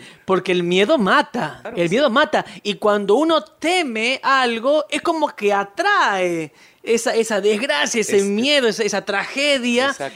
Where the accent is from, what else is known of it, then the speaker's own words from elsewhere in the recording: Buenos Aires, Argentina; Yo me crié, como vos sabes, en Buenos Aires.